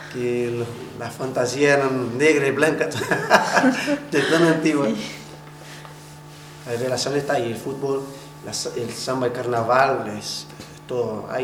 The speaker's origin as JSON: {"language": "Spanish", "country": "Brazil", "second_language": "Spanish", "lives_now": "Chile", "said": "cuando tú te presentas en algún lado y dices, yo soy brasileño, al tiro dices, ¡oh, y samba!"}